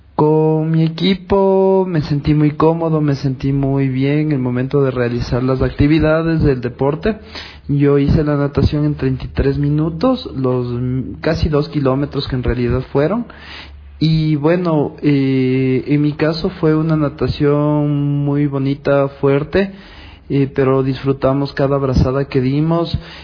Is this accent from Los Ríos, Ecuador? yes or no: no; Quito, Pichincha, Ecuador; tengo 34 años, soy de Quito y soy para triatleta o triatleta con discapacidad física.